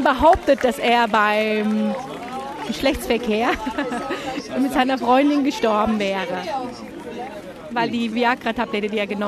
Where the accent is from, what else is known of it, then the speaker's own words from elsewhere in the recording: Germany; now in Turkey; Ja, also ich kriege immer gesagt, ja, ach, Sie haben aber einen Akzent, wo kommen Sie denn her? Und wenn ich dann sage, ich komme aus Deutschland